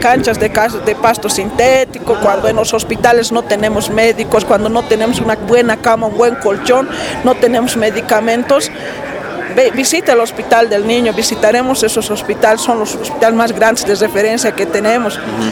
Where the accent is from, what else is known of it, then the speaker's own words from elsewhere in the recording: Oruro, Bolivia; now in El Alto, Bolivia; Yo, por ejemplo, soy orureña, ¿no?